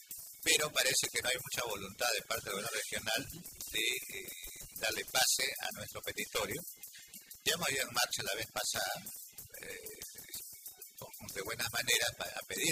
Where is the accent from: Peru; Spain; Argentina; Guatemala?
Peru; Callao; es un derecho que nos corresponde porque somos parte del Callao y los recursos del Callao le pertenecen a todos los chalacos